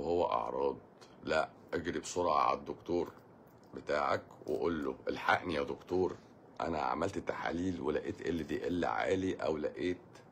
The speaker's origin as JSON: {"language": "Arabic", "country": "Egypt", "said": "واحنا كمصريين اصلا وطنيين اصلا"}